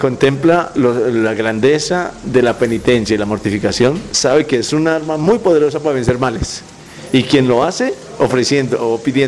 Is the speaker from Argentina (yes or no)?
no; Antioquia, Colombia; Hace 2 años que apenas vine de Antioquia.